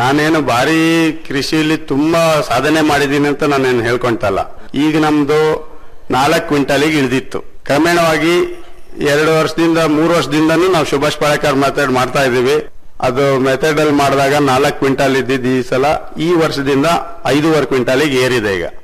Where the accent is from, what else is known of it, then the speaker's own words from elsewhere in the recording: Sringeri, Karnataka, India; ನಾವು ಹುಟ್ಟು ಬೆಳೆದಿದ್ದು ಶೃಂಗೇರಿ ಮಲ್ನಾಡಲ್ಲಿ